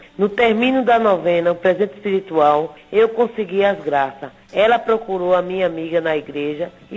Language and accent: Portuguese; Vitória de Santo Antão, Pernambuco, Brazil; sou de Vitória de Santo Antão, Pernambuco.